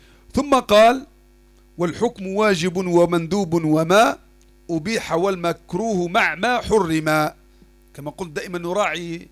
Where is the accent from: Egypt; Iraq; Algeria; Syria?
Algeria; وموجودة حتى عندنا في الجزائر احدى الطائرات اللي طاحت هذيك كاين واحد حي